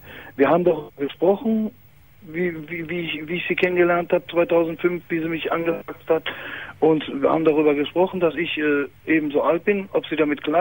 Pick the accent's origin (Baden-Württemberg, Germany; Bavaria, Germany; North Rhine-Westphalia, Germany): North Rhine-Westphalia, Germany; Herdecke; Wittenwetter, ich komme aus Herdecke.